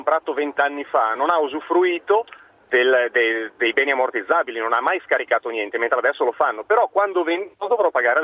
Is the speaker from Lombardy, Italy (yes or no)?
yes; Milan, Lombardy, Italy; io parlo per Milano perché sono di Milano e conosco la realtà di Milano.